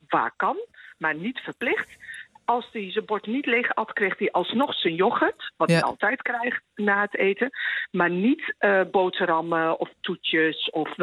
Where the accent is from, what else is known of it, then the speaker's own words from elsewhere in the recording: Winterswijk, Gelderland, Netherlands; born there; Ik ben Marokkaanse geboren in Winterswijk.